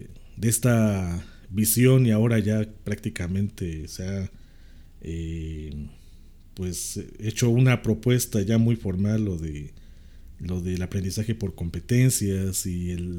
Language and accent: Spanish; Mexico; no lo digo yo como mexicano, lo dicen extranjeros que vienen a México.